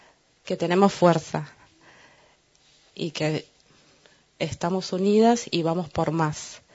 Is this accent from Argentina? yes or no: yes; Chilecito, La Rioja, Argentina; también de Chilecito